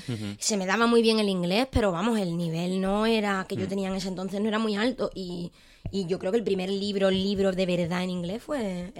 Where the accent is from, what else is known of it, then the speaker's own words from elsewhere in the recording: Chiclana de la Frontera, Andalusia, Spain; Fue cuando yo vivía en mi pueblo, que, bueno, a pesar de... Es Chiclana, que a pesar de tener sus 80.000 habitantes, pues está ahí un poco ahí aislado del mundo.